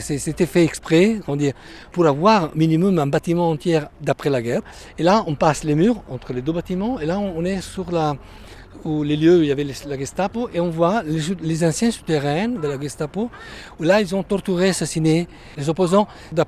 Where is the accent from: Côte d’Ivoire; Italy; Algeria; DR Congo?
Italy; French is a second language; moved away as an adult; now in Berlin, Germany; je suis italien. Je vis dans la capitale allemande, Berlin, depuis 19 ans et je travaille comme guide de tourisme.